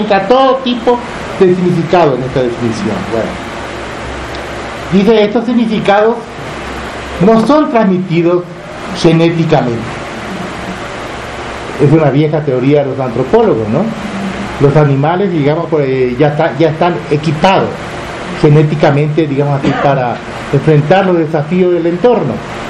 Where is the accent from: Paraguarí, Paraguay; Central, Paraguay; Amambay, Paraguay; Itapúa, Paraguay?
Paraguarí, Paraguay; born there; el lugar donde yo nací, que ni siquiera es un pueblo, es lo que aquí llamaría, ¿cómo se llama? Una, como la ranchería dispersa